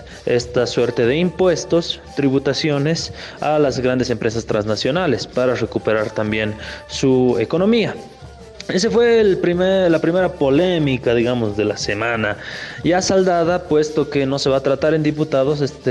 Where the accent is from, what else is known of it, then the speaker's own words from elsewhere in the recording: Bolivia; Esa fue la segunda polémica que nos cohesionó también como bolivianos.